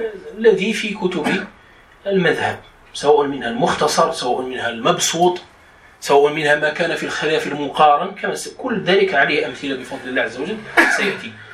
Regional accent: Morocco; وهو المعروف عندنا بالخز، يعني في دارجتنا المغربية نقول الخز لهذا الطحلب وما على شاكلته.

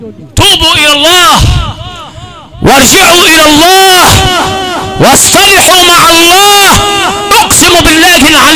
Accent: Sharqia Governorate, Egypt; أنا ابن الشرقية،

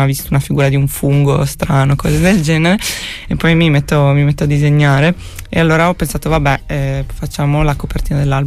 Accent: Bologna, Emilia-Romagna, Italy; also born or lived in The Hague; prima ho sempre vissuto a Bologna e sono tornata da luglio

